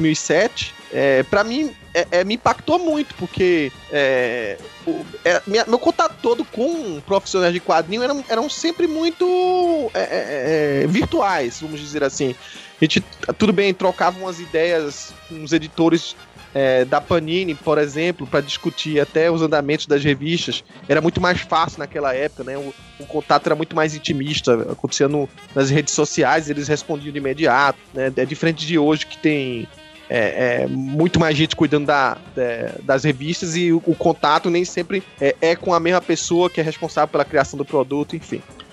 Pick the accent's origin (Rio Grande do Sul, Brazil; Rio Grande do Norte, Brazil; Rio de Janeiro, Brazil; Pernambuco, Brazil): Pernambuco, Brazil; Recife; Como eu falo, o sotaque não dá pra enganar, eu sou natural de Recife, eu vim de um lugar que praticamente não tinha essa cultura de ter evento de quadrinho